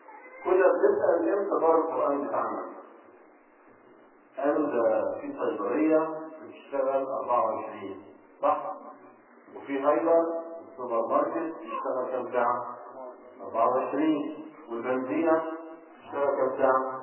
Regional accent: Egypt; حتى عندنا في مصر كليات رياض الأطفال خاصة بالطالبات فقط

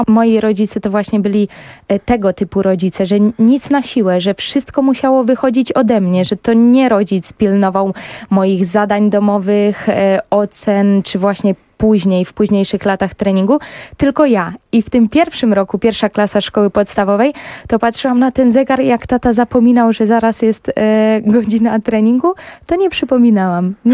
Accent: Bydgoszcz, Kuyavian-Pomeranian Voivodeship, Poland; warunki pogodowe i ukształtowanie terenu tam, gdzie obecnie mieszkam, są zdecydowanie lepsze niż w Bydgoszczy, skąd pochodzę.

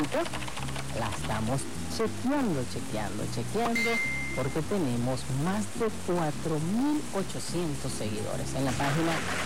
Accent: Barcelona, Anzoátegui, Venezuela; born there; Allá en Barcelona, mi terruño natal

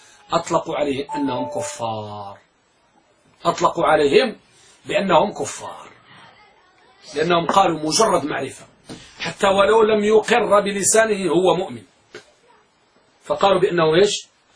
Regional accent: Morocco; عندنا بالمغرب

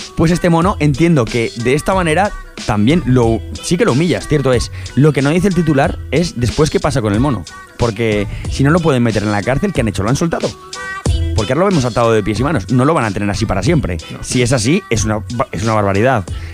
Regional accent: Aragon, Spain; hubo gente en España que se los compró, concretamente en Aragón, unos cuantos, en mi pueblo, uno.

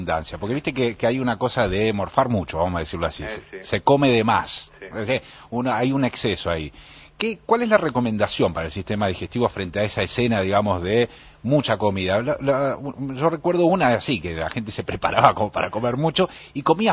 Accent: Italy; soy italiano.

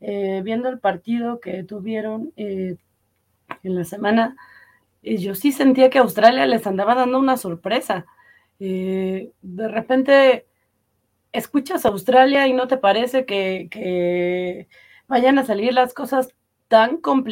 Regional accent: Mexico; pues ahorita que México ya no está, pues como buenos mexicanos vamos a chismear

